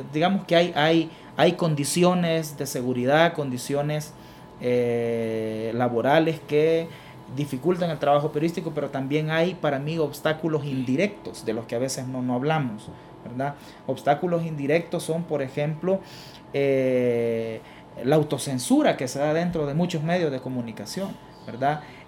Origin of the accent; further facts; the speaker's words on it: El Salvador; y como sociedad salvadoreña tenemos que hacer un esfuerzo sostenido